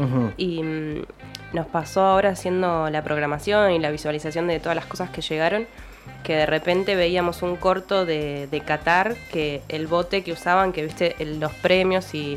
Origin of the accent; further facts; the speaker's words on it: Ensenada, Buenos Aires Province, Argentina; Nosotras somos oriundas de Ensenada